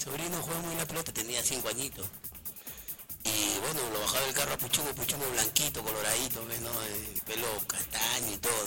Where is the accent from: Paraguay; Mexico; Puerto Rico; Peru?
Peru; La Perla, Callao; yo me crié con mi tía Paz, en La Perla